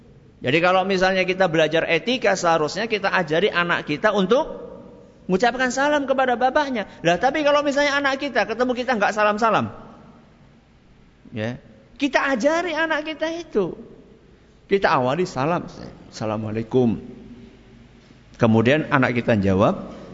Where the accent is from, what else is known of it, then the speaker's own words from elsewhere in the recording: Java, Indonesia; apalagi kita orang Jawa ya